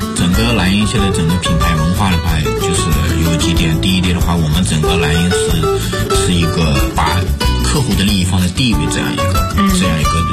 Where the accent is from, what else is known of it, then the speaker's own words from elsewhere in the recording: Inner Mongolia, China; 因为我来自农村嘛，我来自内蒙古的一个蛮偏僻的一个农村，所以我家庭各方面都是非常非常普通的这样一个家庭。